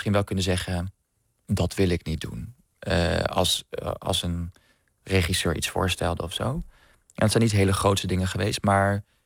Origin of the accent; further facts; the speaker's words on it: Amsterdam, North Holland, Netherlands; ik kom uit Amsterdam